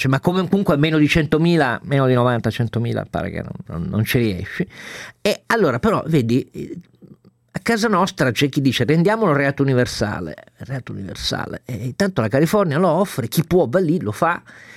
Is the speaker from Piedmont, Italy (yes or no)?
yes; Turin, Piedmont, Italy; benedico da torinese la mia regione